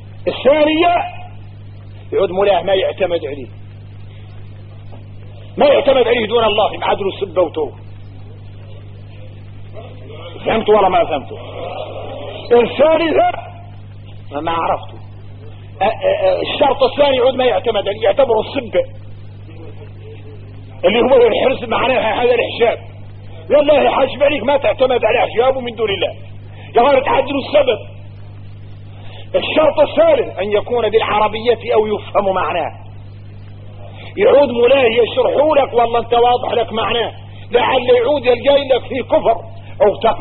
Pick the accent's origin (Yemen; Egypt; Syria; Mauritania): Mauritania; احنا موريتاني نعيش مدرستين مطاحنات